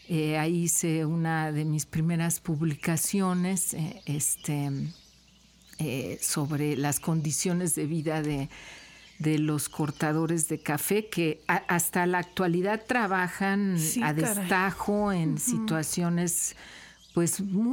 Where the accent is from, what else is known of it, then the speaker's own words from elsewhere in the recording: Mexico City, Mexico; born there; moved away as an adult; now in Xalapa, Mexico; Veracruzana desde hace muchos años, de hecho más de 30. Desde que llegué a Jalapa, yo nací en la Ciudad de México. Ahí estudié en la Universidad Nacional Autónoma de México